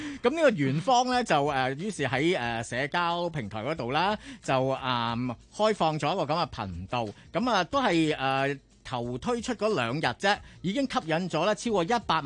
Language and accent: Cantonese; Hong Kong; 我哋香港人